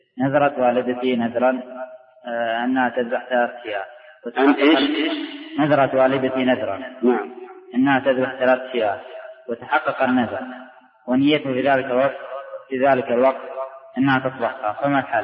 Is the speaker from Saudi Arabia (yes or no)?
yes; Riyadh, Riyadh Province, Saudi Arabia; فأنا ضيف عليك من الرياض.